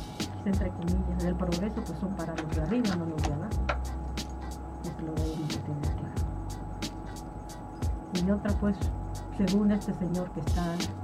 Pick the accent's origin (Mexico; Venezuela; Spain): Mexico; Guerrero; incluso yo soy de Guerrero